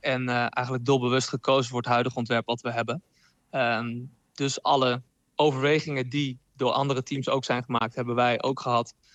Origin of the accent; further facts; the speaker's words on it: Zwolle, Overijssel, Netherlands; Ja, ik kom zelf uit Zwolle